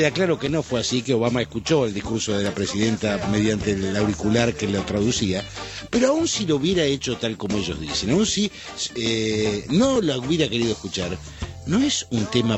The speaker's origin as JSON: {"language": "Spanish", "country": "Argentina", "said": "Yo soy argentino"}